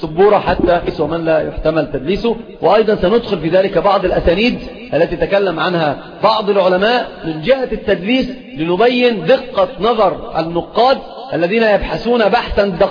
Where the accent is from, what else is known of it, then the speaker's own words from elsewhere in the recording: Egypt; سيب بورسعيد دي في القاهرة، يعني عندنا في مصر